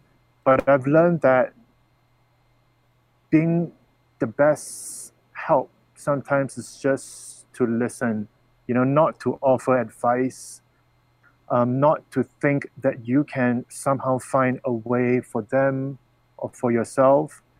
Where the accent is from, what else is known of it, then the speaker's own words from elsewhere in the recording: Singapore; You know, I'm from Singapore, and we are known very well around the world for being very efficient, for great in mathematics and science.